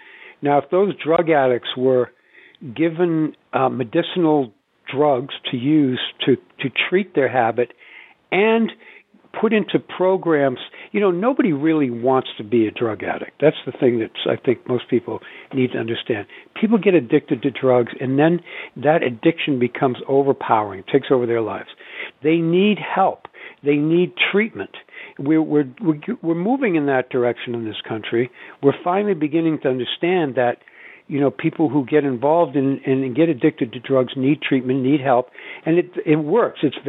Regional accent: Wellesley, Massachusetts, United States; where I grew up in Wellesley, Massachusetts, which is a bastion of WASPdom.

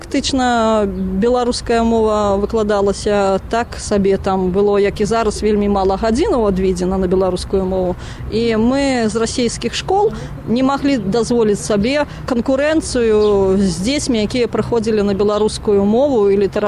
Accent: Krychaw, Mogilev Region, Belarus; born there; сама я нарадзілася ў Крычаве, Магілёўскай вобласці, і ганарушыся сваім месцам, таму што там пачыналася паўстанне Васіля Вашчыла, і

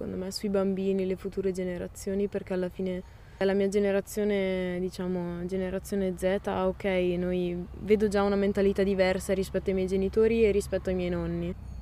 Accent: Volano, Trentino-Alto Adige, Italy; sono cresciuta a Volano, quindi posto della viticoltura. Sono cresciuta in mezzo alle vendemmie, in mezzo alle persone che chiacchieravano.

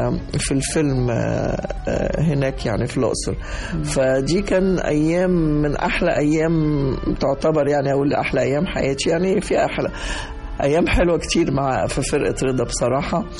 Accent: Egypt; يعني هيفضل ده علامة مميزة في السينما عندنا في مصر

